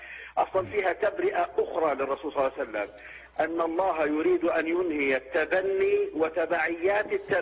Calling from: Jordan; يعني أنا أتكلم من الأردن.

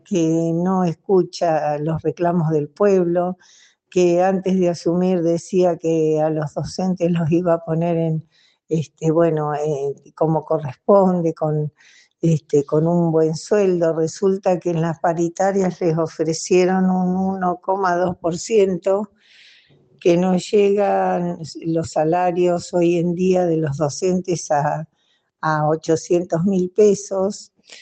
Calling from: Rawson, Chubut, Argentina; de Rawson, Chubut, Patagonia, Argentina.

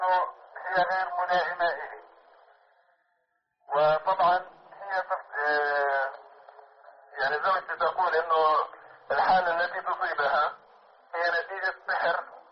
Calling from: Russia; أنا بتصل من روسيا

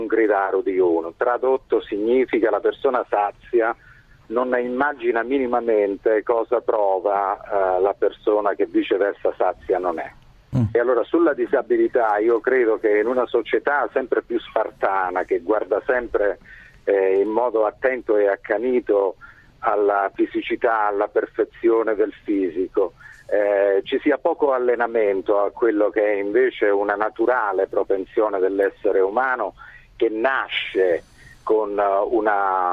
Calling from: Calabria, Italy; Sì, dalle mie parti, io chiamo dalla Calabria, si dice, e lo dico in dialetto

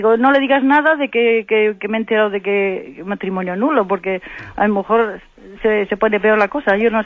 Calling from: Santander, Cantabria, Spain; de Santander.

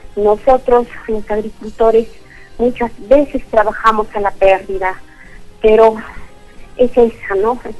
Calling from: Arequipa, Peru; de Arequipa.

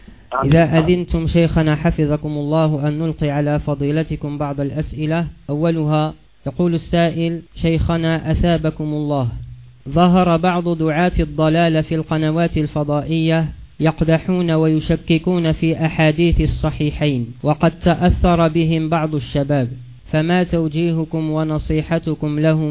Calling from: Morocco; عندنا بالمغرب ظاهرة وهي انتشار تميمة على شكل يد وخمسة أصابع تسمى الخميسة

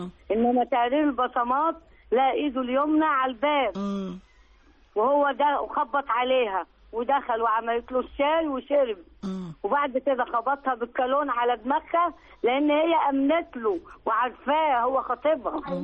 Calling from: Cairo, Cairo Governorate, Egypt; من القاهرة.

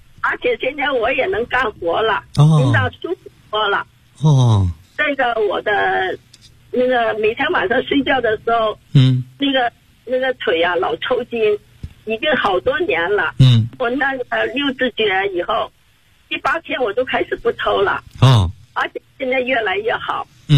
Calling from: Shenzhen, Guangdong, China; 我来自广东深圳。今年79岁了。

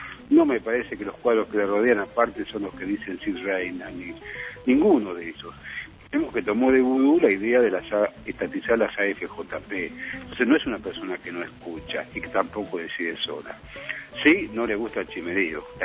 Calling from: General Rodríguez, Buenos Aires Province, Argentina; de General Rodríguez.

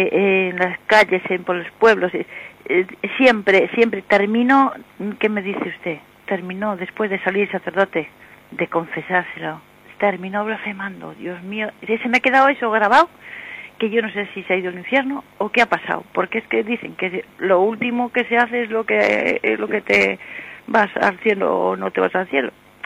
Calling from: Santander, Cantabria, Spain; de Santander.

